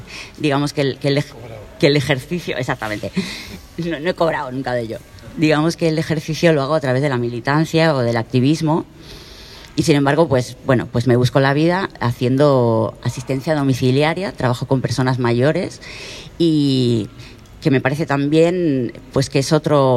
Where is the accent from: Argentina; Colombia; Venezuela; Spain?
Spain; Irún, Basque Country; vengo de Irún también, ciudad fronteriza